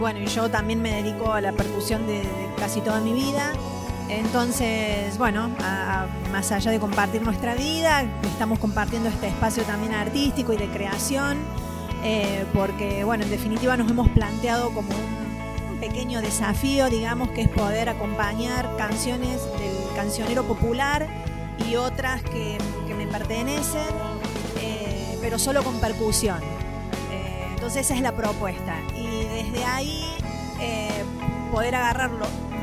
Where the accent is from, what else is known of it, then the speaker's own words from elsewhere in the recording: Unquillo, Córdoba, Argentina; moved away; yo soy de Córdoba, del interior, de Unquillo, y hace 5 meses estoy viviendo acá.